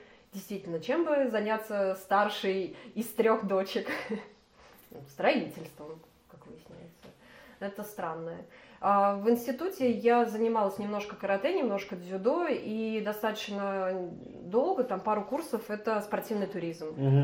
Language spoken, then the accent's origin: Russian; Moscow, Russia; Ну, я родилась в Москве, училась в школе с углубленным изучением немецкого языка.